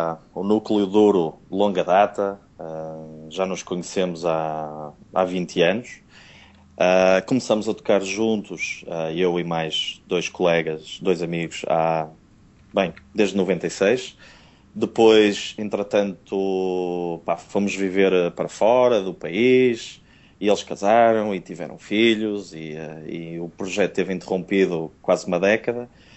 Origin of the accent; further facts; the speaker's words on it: Porto, Portugal; accent: Porto; tenho o sotaque do Porto, não é?